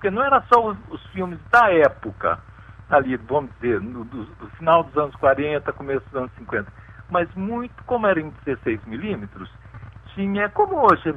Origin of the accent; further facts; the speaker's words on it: São Paulo, Brazil; Nasci em São Paulo, ali perto da Cantareira, da Serra da Cantareira. Uhum. Uhum. Numa época, nasci em 39, então ali era tudo sítio, chácaras. Hoje são edifícios, já é uma outra coisa, né?